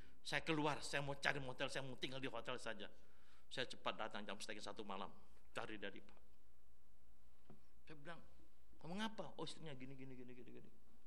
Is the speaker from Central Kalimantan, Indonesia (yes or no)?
no; Makassar, South Sulawesi, Indonesia; Nah, saya ini asal Makassar.